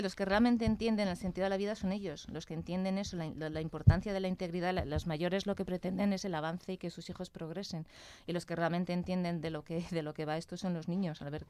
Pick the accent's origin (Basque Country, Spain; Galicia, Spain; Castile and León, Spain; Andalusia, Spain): Castile and León, Spain; Valladolid; yo soy de Valladolid